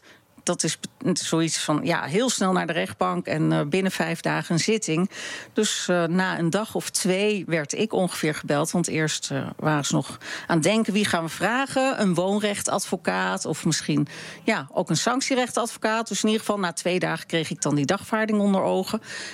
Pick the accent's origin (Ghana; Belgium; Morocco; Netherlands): Netherlands; Amsterdam, North Holland; ik ben in Amsterdam opgegroeid